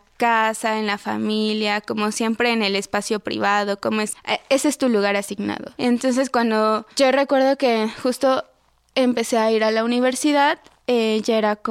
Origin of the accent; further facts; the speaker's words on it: Tlaxcala, Mexico; Incluso en mi pueblo, soy de una comunidad de Tlaxcala, y en mi pueblo sí está muy marcado como esta idea de desprenderse como de las raíces, del idioma